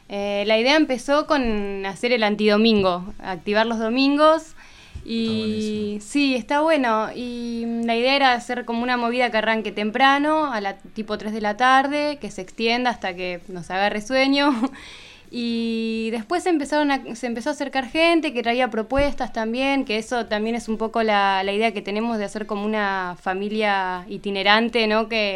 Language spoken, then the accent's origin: Spanish; La Pampa, Argentina; nosotras somos de La Pampa y nos criamos en un campito, medias, en una chacra, apartadas de todo